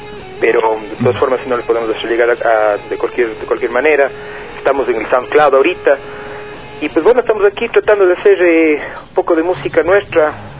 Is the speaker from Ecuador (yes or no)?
yes; Cuenca, Azuay, Ecuador; sí, bueno, si me escuchan ahora cantando, sí, bueno, está claro que soy de Cuenca, ¿no?